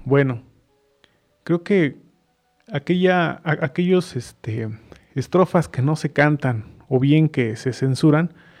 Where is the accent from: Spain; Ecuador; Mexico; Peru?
Mexico; es un símbolo de unión entre nosotros como mexicanos